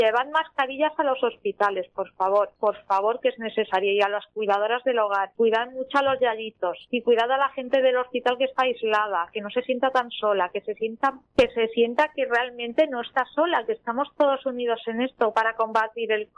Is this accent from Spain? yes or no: yes; Canillas de Albaida, Andalusia, Spain; a la gente de mi pueblo, Canillas de Albaida, Málaga, que les quiero un montón. Esto está en Andalucía, por cierto.